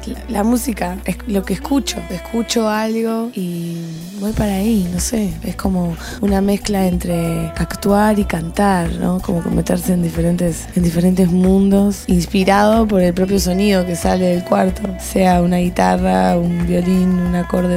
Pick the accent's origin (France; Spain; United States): United States; Me crié en los 90 en Estados Unidos, entonces esa es la música que siempre, siempre vuelvo a escuchar, porque es la música de esa nostalgia de ser un teenager en América.